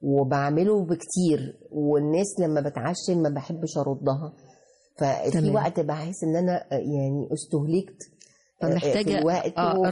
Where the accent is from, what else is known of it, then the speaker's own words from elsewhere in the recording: Egypt; واحنا كشعب مصري ساعات بندخل بشدة